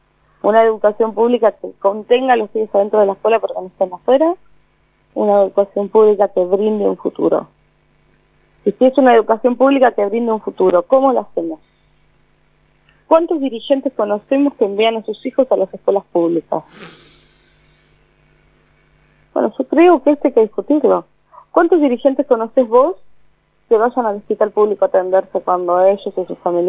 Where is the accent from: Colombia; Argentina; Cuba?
Argentina; Quilmes, Buenos Aires Province; also born or lived in Avellaneda; yo soy de Quilmes. Me crié mi infancia en Quilmes, mi adolescencia en Avellaneda.